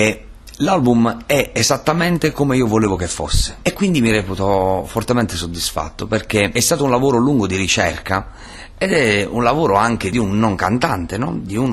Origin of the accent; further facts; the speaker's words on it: Matera, Basilicata, Italy; vengo da Matera.